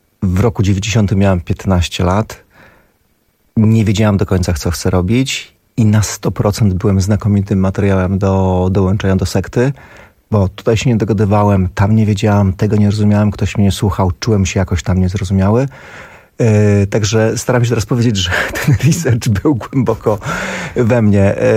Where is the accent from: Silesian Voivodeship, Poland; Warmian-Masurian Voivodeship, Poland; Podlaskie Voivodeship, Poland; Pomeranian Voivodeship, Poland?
Podlaskie Voivodeship, Poland; Białystok; Ja pochodzę z Białegostoku, więc on jest ode mnie parę lat starszy.